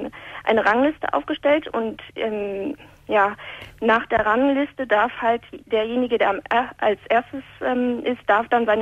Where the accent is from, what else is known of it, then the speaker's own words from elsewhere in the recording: North Rhine-Westphalia, Germany; moved away; Aus dem Ruhrgebiet.